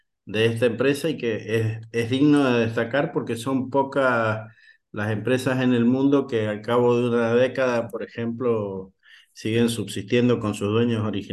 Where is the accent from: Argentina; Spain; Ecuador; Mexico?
Argentina; San Juan; acá en mi tierra, ¿no? En Cuyo, en general, y en San Juan en particular.